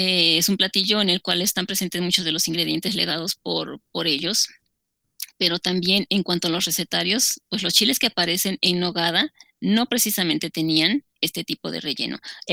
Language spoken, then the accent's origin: Spanish; Puebla, Mexico; a nosotros, como voy a hablar en mexicanos, nos identifica y sobre todo a nosotros también como parte poblana nos identifica